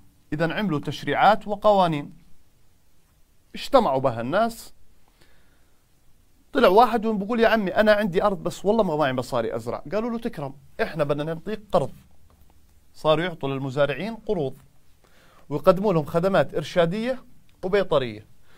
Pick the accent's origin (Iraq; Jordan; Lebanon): Jordan; شو السدود الموجودة عندنا في الأردن؟